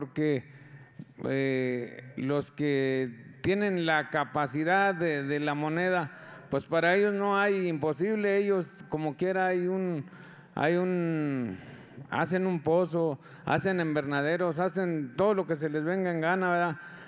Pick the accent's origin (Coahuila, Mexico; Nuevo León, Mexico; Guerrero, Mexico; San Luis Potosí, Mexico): San Luis Potosí, Mexico; Ojo de Agua; vengo de la comunidad de Ojo de Agua.